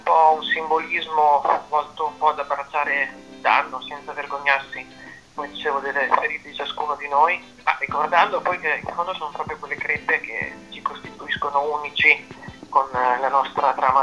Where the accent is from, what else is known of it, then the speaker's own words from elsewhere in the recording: Baricella, Emilia-Romagna, Italy; perché io vengo da Baricello